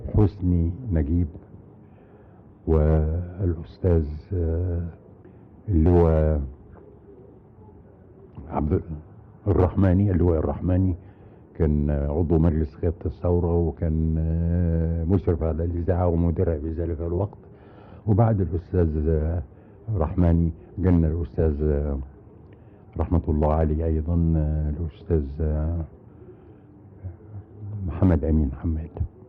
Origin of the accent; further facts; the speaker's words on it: Egypt; now in United Kingdom; الى ان تتاح لي فرصة تانية في اني يعني اجي بلدي واعمل في بلدي